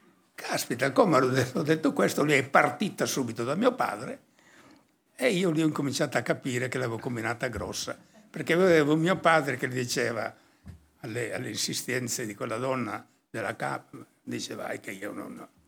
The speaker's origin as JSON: {"language": "Italian", "town": "Oliena", "region": "Sardinia", "country": "Italy", "tie": "born or raised there", "said": "le condizioni di vita in quel periodo in Sardegna, io parlo del mio paese, di Oliena, era terribile, no?"}